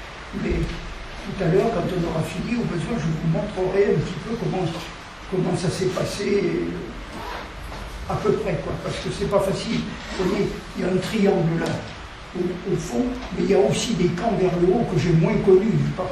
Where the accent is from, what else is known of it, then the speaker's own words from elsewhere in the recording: Nouvelle-Aquitaine, France; born there; j'ai 93 ans, je suis né. Alors, je suis né dans le Haut-Limousin, un petit village qui s'appelle Saint-Léonard-de-Lauda. C'est ce qu'on appelle la région du plateau de Villevache, vous en avez peut-être entendu parler. C'est au centre de la France.